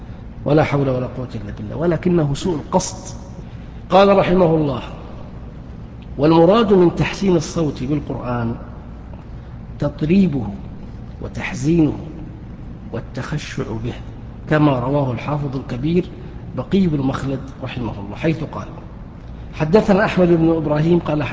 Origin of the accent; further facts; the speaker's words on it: Saudi Arabia; ما هي موجودة في الكتب التي عندنا في السعودية